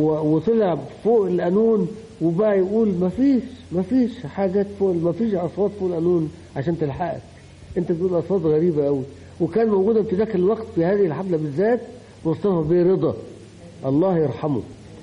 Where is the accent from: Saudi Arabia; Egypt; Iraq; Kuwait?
Egypt; Upper Egypt; now in Cairo, Egypt; وانا كنت جاي من الصعيد